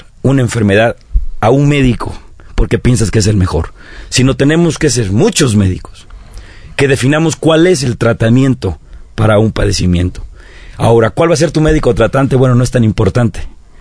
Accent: Tonalá, Chiapas, Mexico; soy originario de Chiapas, de la costa chiapaneca, de allá del distrito 7 de Tonalá

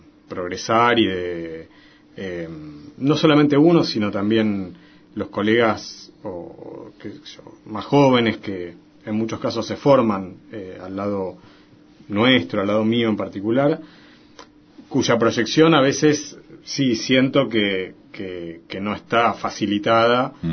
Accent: Santa Fe, Argentina; born there; Y yo nací en Santa Fe.

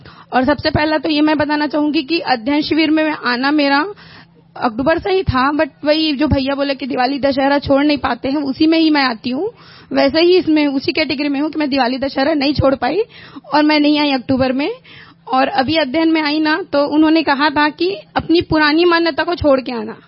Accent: Raipur, Chhattisgarh, India; मैं रायपुर से हूँ.

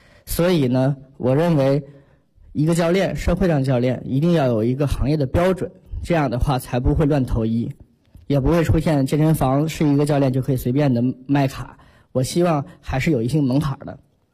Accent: Tianjin, China; 因为我是天津人，所以我就回到了天津

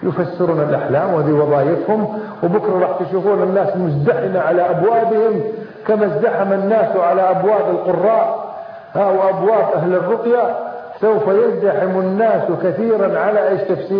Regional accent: Kuwait; احنا عندنا في الكويت

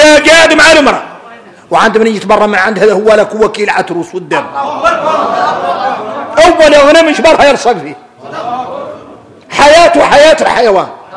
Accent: Mauritania; نحن موريتاني

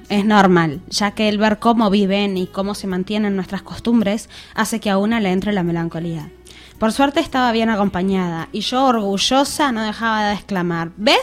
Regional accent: Uruguay; me siento uruguaya, y lo digo con la frente bien alta, aunque a algunas personas no les guste. Pero también me siento española, por mis raíces y la sangre que corre por mis venas. Soy una ciudadana del mundo

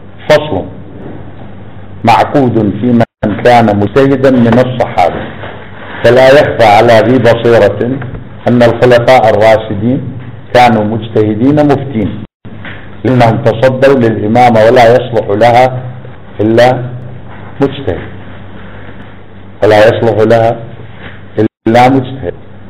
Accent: Iraq; طبعا أنتم تعرفون أن احنا عراقيين ناس يعني عندنا موقف

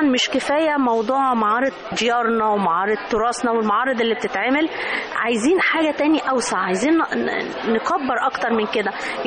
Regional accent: Egypt; فده اللي أنا نفسي إن يكون عندنا في مصر هنا بصراحة.

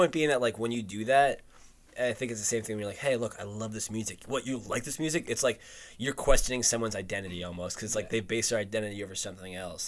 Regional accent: New Jersey, United States; I was an intern at CBS a few years ago, and because I was from New Jersey

